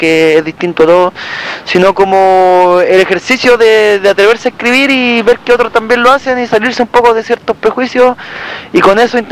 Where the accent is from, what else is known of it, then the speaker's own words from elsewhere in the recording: Concepción, Biobío, Chile; o sea, yo soy de Conce